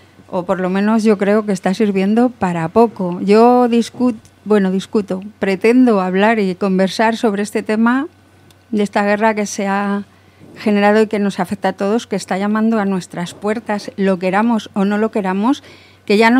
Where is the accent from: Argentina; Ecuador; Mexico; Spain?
Spain; porque vivo en España, porque soy española